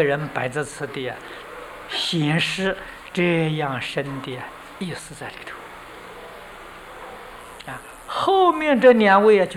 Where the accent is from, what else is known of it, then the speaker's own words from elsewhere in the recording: China; 就是我们中国人讲的禅宗